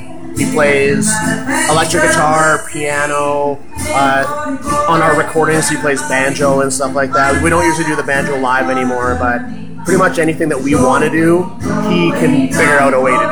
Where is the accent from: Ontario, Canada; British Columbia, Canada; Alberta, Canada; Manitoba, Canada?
Alberta, Canada; Fort McMurray; born there; I was originally born in Fort McMurray, Alberta